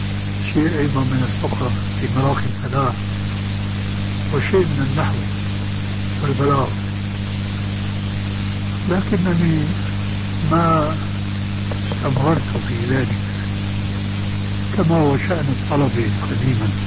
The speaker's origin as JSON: {"language": "Arabic", "town": "Damascus", "region": "Damascus Governorate", "country": "Syria", "said": "يبعثر الكتب فيها الصالح والصالح كما يقال عندنا في دمشق."}